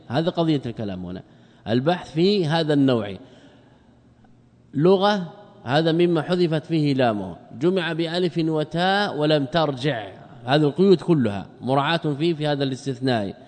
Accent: Morocco; نحن من المغرب ماذا نقول؟

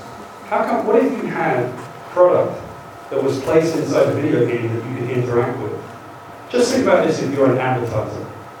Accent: United Kingdom; accent: British; now in United States; British accent, and I live in America.

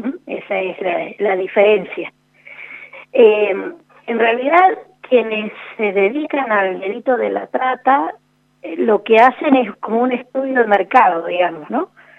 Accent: Argentina; para nosotros como argentinos es una gran cosa

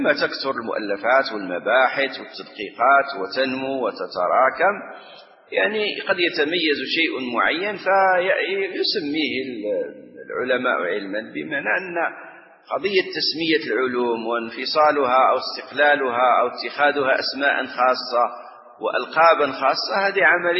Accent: Morocco; نحن عندنا في المغرب من سنة من من من نحو 30 سنة تقريبا

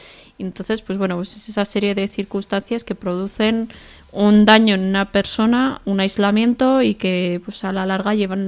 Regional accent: Pamplona, Navarre, Spain; soy de aquí de Pamplona, tengo 25 años y soy trabajadora social.

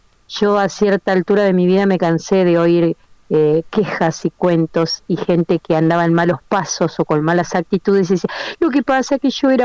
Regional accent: Uruguay; yo fui vendedora como tantas uruguayas, calculo, de estos productos por catálogo de belleza

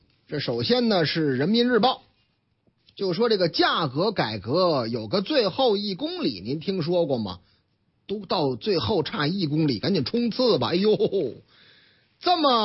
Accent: Tianjin, China; also born or lived in Hebei; 这个要是以后啊去这个我老家啊哪儿啊天津卫，或者是我老家河北省啊到津冀这俩地方养老的北京老年人

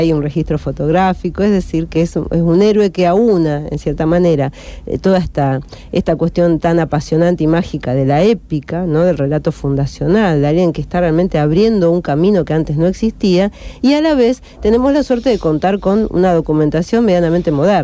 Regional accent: Argentina; A nosotros nos parece por ahí raro, porque nosotros que somos argentinos, por eso somos medio amargos para estas cosas, ¿no?

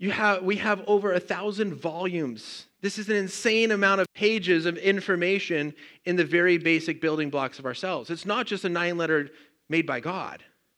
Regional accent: Colorado, United States; I grew up in Colorado. It's like, oh, the beach would be so nice.

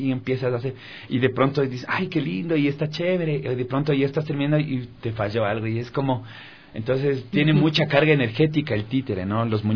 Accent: Quito, Pichincha, Ecuador; yo de niño, yo vivía en La Tola, yo crecí, nací en La Tola.

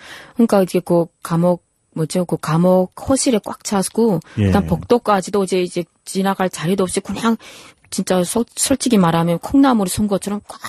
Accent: North Korea; now in South Korea; 제가 탈북해서 중국에서

